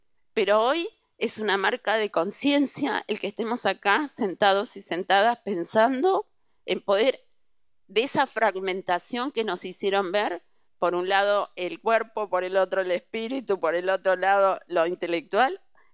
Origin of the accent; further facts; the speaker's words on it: Bahía Blanca, Buenos Aires Province, Argentina; vengo de la generación que era muy pequeña con la dictadura, pero me crié en Bahía Blanca, lo cual fue terrible.